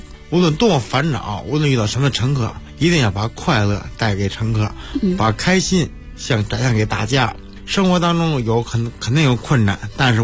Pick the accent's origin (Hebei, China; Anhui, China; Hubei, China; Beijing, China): Beijing, China; Yanqing; 我来自北京延庆